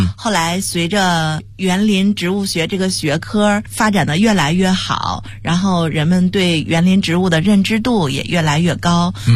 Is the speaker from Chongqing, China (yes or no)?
no; Beijing, China; 我是北京的孩子。